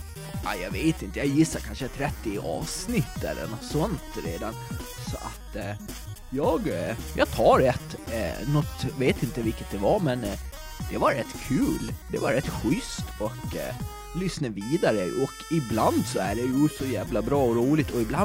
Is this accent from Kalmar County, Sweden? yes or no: no; Gotland, Sweden; får jag väl be om en ursäkt från mitt gotländska hjärta